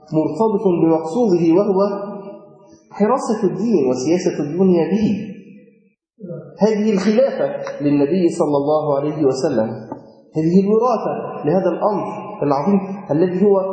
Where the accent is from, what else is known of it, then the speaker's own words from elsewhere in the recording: Egypt; طبعا في عندنا في مصر الناس بتقول كده برضو